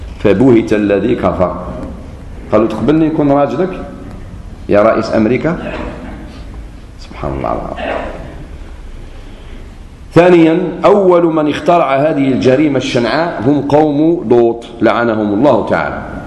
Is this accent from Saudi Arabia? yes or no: no; Algeria; قلت له انا جزائري وش بيك